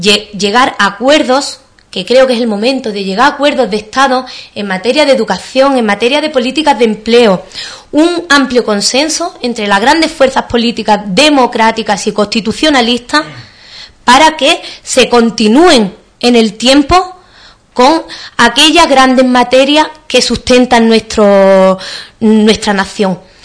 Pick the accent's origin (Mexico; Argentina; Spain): Spain; De lo que somos los españoles, tenemos unos valores, unos principios